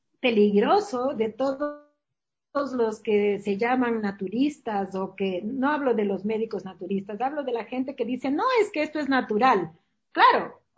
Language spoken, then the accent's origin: Spanish; Spain; moved away; yo soy española pero he vivido siempre acá y los latinoamericanos sabemos